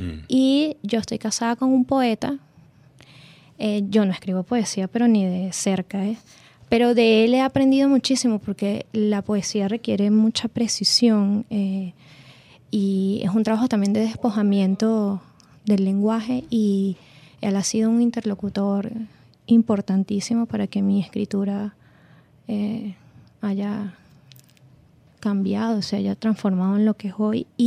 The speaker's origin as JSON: {"language": "Spanish", "country": "Venezuela", "said": "Quizás no somos los venezolanos como muy dados y confundimos la palabra crítica con otras cosas, pero creo que existe y creo que hay gente que la hace muy bien en el país."}